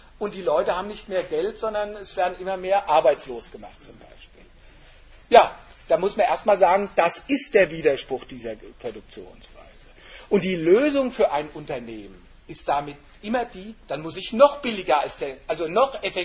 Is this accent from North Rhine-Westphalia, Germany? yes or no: no; Frankfurt, Hesse, Germany; Also die ganzen Hochhäuser in Frankfurt, wo ich herkomme, hat ja keiner von uns gekauft.